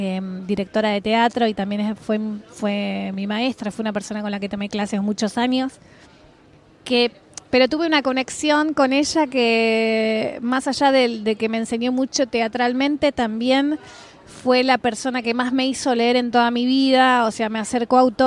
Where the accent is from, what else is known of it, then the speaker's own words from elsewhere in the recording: Argentina; Está claro que soy argentina, no sé hablar gallego, ¿viste? El dialecto.